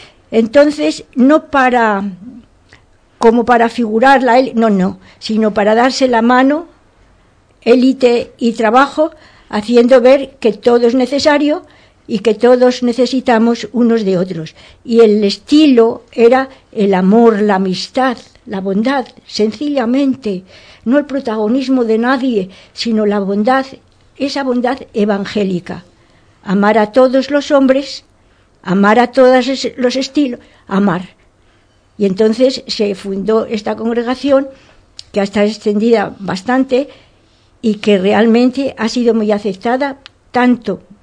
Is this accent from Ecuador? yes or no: no; Salamanca, Castile and León, Spain; now in Toledo, Spain; Vivo en Toledo. Soy de Salamanca, pero vivo en Toledo.